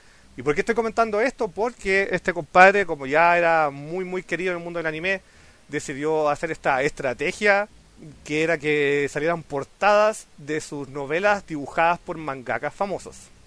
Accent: Chile; Estoy cagado, soy chileno.

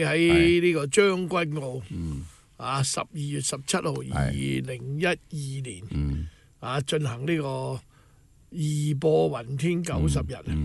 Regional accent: Guangdong, China; 我们广东人说走鸡走鸡就这样就走了鸡嘛

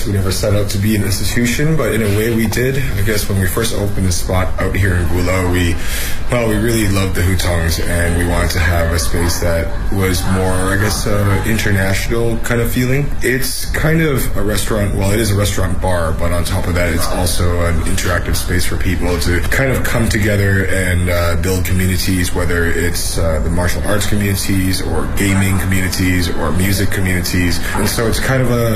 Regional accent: Canada; now in Beijing, China; I'm from Canada, and I'm a chef in Beijing

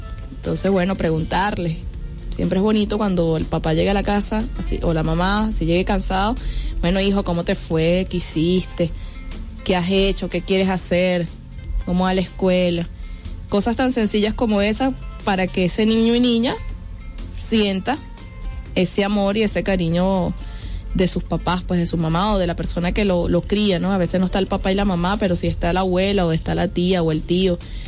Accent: Venezuela; cuáles son los juegos que nos hacen felices y que nos identifican como venezolanos

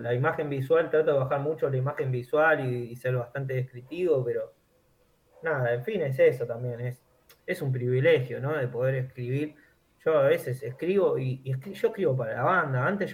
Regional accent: Remedios de Escalada, Buenos Aires Province, Argentina; Entonces hay mucha descripción del barrio, yo soy acá de Escalada.

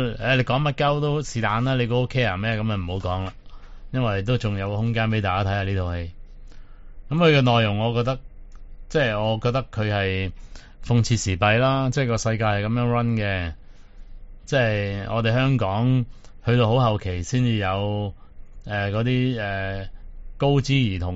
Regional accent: Guangdong, China; 但我哋广东人系咪冇用过呢个字嘅咧？

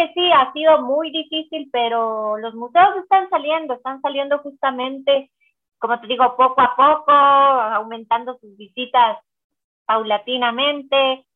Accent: Quito, Pichincha, Ecuador; incluso nosotros como quiteños hemos podido hacer visitas a otros museos del mundo

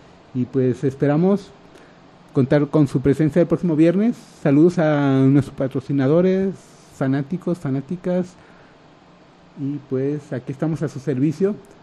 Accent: Guadalajara, Jalisco, Mexico; somos mexicanos, somos guadalajareños

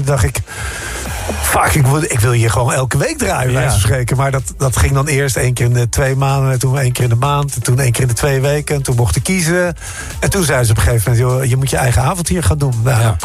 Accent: Rijswijk, South Holland, Netherlands; also born or lived in Den Haag / Rotterdam; Ja, ik ben vanuit Rijswijk naar Den Haag, naar Rotterdam gegaan.

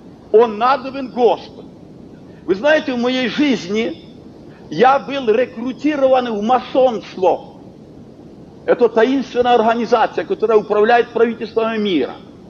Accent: Kharkiv, Kharkiv Oblast, Ukraine; мы родом с Харькова, люди были рабочие

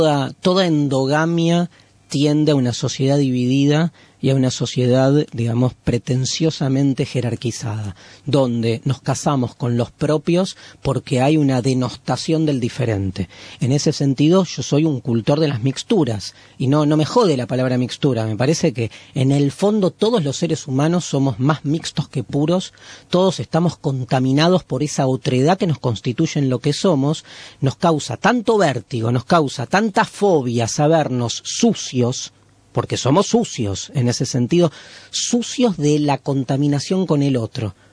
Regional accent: Argentina; nosotros nos transformamos como argentinos.

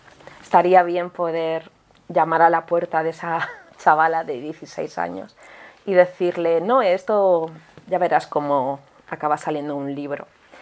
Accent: Santiago de Compostela, Galicia, Spain; yo soy gallega, yo nací en Santiago de Compostela.

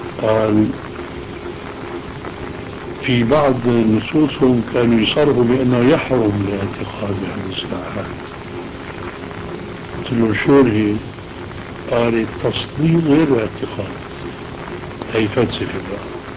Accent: Aleppo, Aleppo Governorate, Syria; وأنا من حلب

